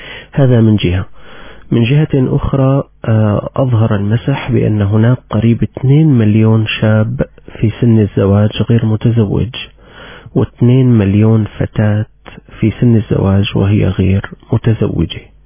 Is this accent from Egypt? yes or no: no; Syria; كنت قد عرضت عليكم نتائج مسح صحي جرى عندنا في سوريا